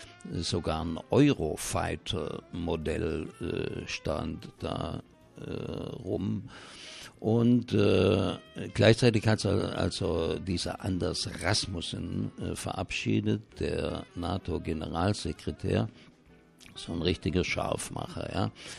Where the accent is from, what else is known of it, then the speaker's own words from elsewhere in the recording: Baden-Württemberg, Germany; wie man bei uns im Schwabenland sagen würde, besser als ein Gosch voll Reisnägel